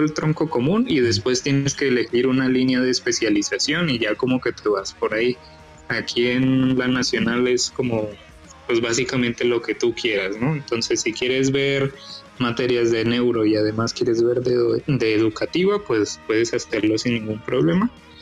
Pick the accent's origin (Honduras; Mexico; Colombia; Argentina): Colombia; Bogotá; born there; Bueno, nací en Bogotá, Colombia, en el 92.